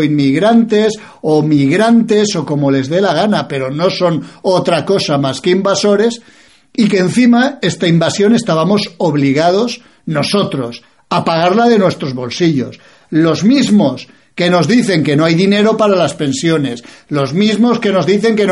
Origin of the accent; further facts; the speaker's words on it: Spain; soy un nacionalista español, no soy ni de izquierdas ni de derechas